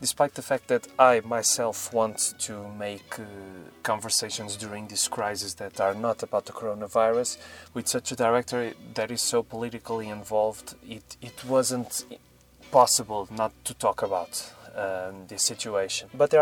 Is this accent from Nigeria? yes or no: no; Portugal; I'm from Portugal